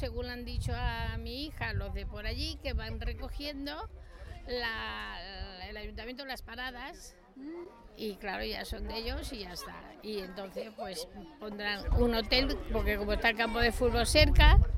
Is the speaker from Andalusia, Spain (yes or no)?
yes; Córdoba, Andalusia, Spain; porque estaban tocando flamenco y como yo soy de Córdoba